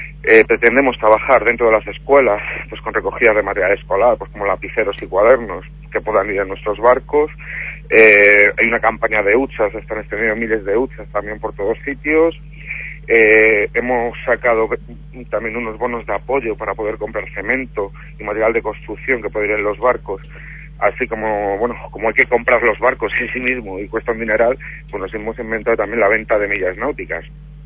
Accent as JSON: {"language": "Spanish", "town": "Madrid", "region": "Community of Madrid", "country": "Spain", "said": "piensa que yo soy de Madrid, en Madrid no tenemos mar, por lo tanto nuestra familiaridad con el mundo marítimo pues es nula"}